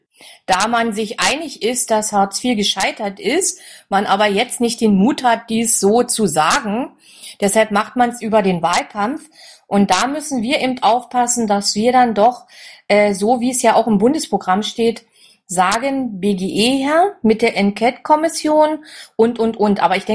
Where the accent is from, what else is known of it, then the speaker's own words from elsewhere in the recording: East Germany, Germany; gerade hier bei uns im Osten, sehr viele, naja, Niedriglöhne